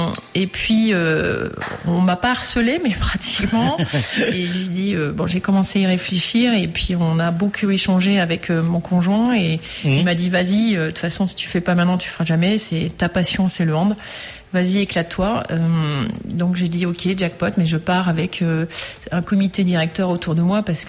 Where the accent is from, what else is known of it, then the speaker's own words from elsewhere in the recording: Sélestat, Grand Est, France; moi, je suis alsacienne, je suis de Célestat, qui est un peu le temple.